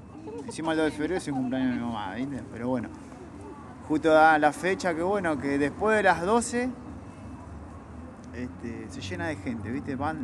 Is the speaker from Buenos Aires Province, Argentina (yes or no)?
yes; Quilmes, Buenos Aires Province, Argentina; yo viví casi toda mi vida ahí, ¿viste? Mis vecinos me conocen de chiquito, ¿viste? Me vieron crecer y nada, es hermoso, ¿viste? Soy de Quilmes porque vivo en Quilmes. Me encanta Quilmes también